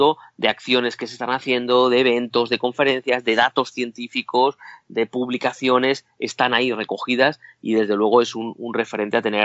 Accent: Spain; Yo soy castellano

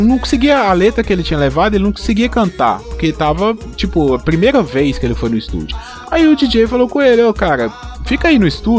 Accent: Minas Gerais, Brazil; Assim, eu não sou baiano, eu sou mineiro.

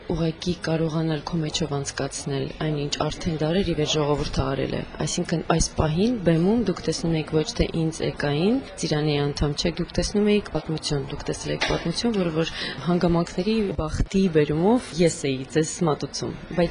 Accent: Yerevan, Armenia; ապրում եմ Հայաստանում, ծնվել եմ Հայաստանում, Երևանում եւ մեծացել եմ եւ որոշել եմ, որ այնտեղ պետք է շարունակվեմ։

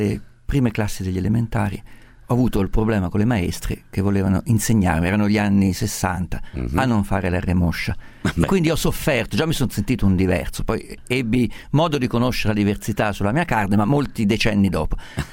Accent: Perugia, Umbria, Italy; Sono perugino.

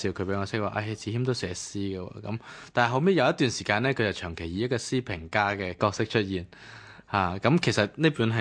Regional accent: Hong Kong; 咁我哋都系香港人比较爱妻啲。

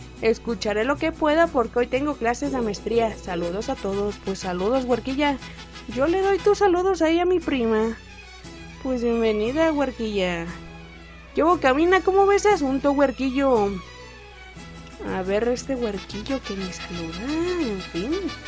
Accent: northern Mexico, Mexico; Pues soy allá del mero norte, la verdad. No sé si por mi acento, ¿verdad?

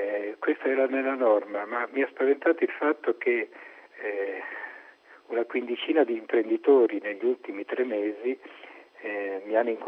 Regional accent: Marche, Italy; also born or lived in Rome; io sono marchigiano di origine, sono vissuto più di 30 anni a Roma, ho fatto il parroco a Roma

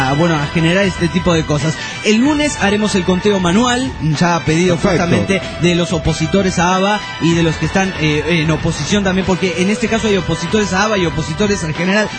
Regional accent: Panama; de Panamá.

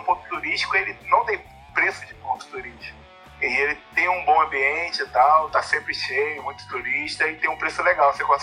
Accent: Duque de Caxias, Rio de Janeiro, Brazil; Primeiro eu vou fortalecer aqui minha região aqui. Eu sou

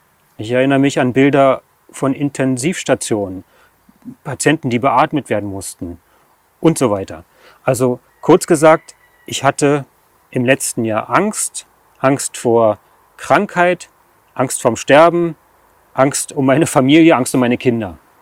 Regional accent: Berlin, Germany; ich bin 46 Jahre alt, ich komme aus dem Raum Berlin

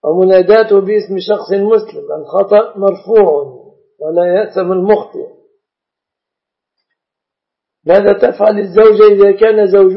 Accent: Egypt; والشبكة في بلادنا مصر من الصداق

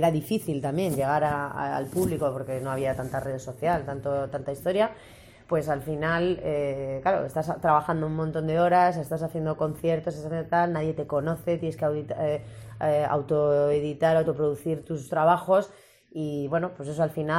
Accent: Getxo, Basque Country, Spain; Claro, yo también soy de Guecho.

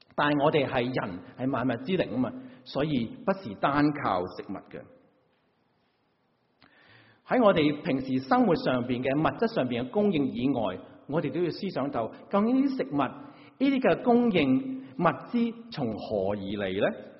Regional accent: China; 我们中国人有很多时候会跟人家

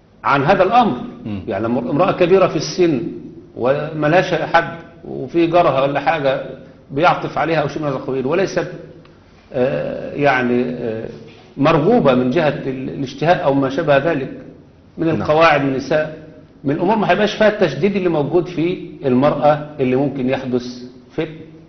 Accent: Egypt; إحنا عندنا في مصر مثلا على سبيل المثال لو في ابن وحيد، ابن وحيد خلاص بياخد إعفاء من الجيش.

